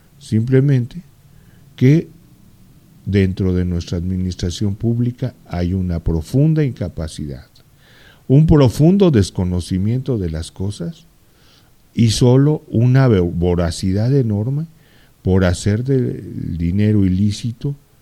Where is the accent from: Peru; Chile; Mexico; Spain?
Mexico; que comprarle forzosamente a la gente que produce, a la gente que distribuye, a la gente que vende en mi país. Antes de pensar en cosas que definitivamente no tienen la calidad de lo que tiene lo hecho en México